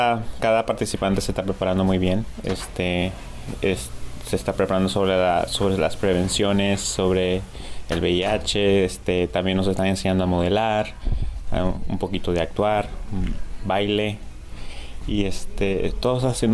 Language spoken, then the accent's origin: Spanish; Nicaragua; moved away; soy original de Nicaragua. Allá nací y me vine aquí hace 13 años.